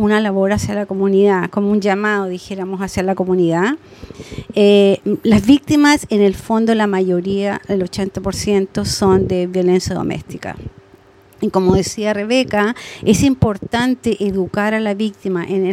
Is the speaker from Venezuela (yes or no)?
no; Chile; moved away; soy migrante chilena. En Chile yo estudié medicina nuclear y me especialicé en exámenes de cerebro.